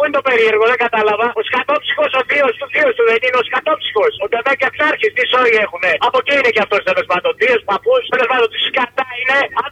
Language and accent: Greek; Eastern Macedonia and Thrace, Greece; από ό,τι βλέπεις στα μέρη μου εκεί πάνω, ειδικά ο τιμημένος Εύρος, που είναι και αρσενικός νομός